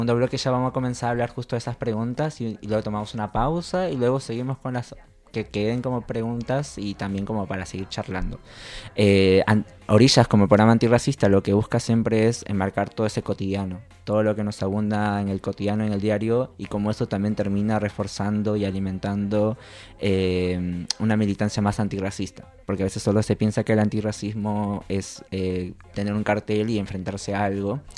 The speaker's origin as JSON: {"language": "Spanish", "country": "Peru", "lives_now": "Argentina", "said": "yo vengo de la escena de Perú."}